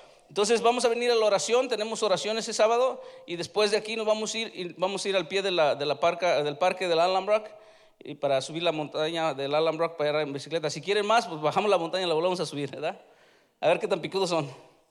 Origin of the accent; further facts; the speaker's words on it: Mexico; Nosotros, los que somos de México, nos quedamos bien, bien picudos porque tenemos la rosa